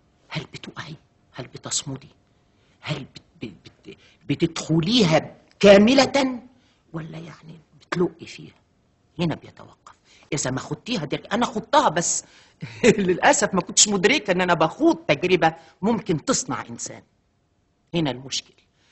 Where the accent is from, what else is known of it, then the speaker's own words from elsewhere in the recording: Upper Egypt, Egypt; هم ربوني هم عارفين إن أنا ست صعيدية، بنت صعيدية ودغري وصادقة